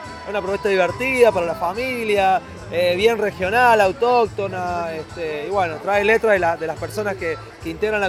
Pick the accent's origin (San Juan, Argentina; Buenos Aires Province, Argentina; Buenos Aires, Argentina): San Juan, Argentina; integrado por un sanjuanino, que soy yo